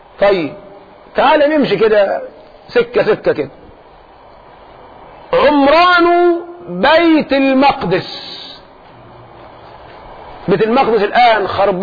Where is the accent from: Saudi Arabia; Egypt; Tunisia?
Egypt; ممكن احنا كمصريين جيشنا كله 500,000